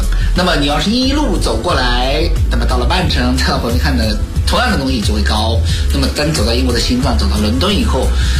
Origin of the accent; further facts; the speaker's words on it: China; now in London, United Kingdom; 在我们中国人不是很愿意去的那种地方